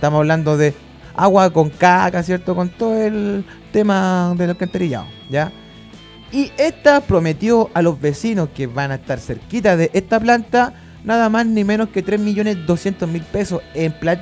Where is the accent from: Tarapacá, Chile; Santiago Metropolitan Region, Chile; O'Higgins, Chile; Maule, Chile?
O'Higgins, Chile; Rancagua; en la pobre gente rancagüina de mi pueblo, ¿cierto? De mi pobre pueblo que sufre, ¿cierto?